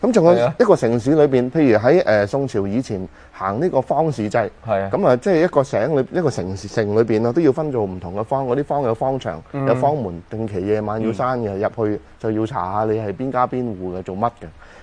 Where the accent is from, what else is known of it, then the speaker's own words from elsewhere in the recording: China; 我哋中國人有一句説法就係人生七十古來稀